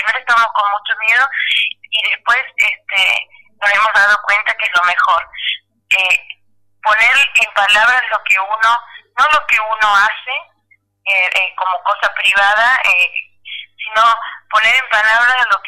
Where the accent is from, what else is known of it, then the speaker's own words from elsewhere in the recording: Santiago del Estero, Argentina; soy de Santiago del Estero, soy lesbiana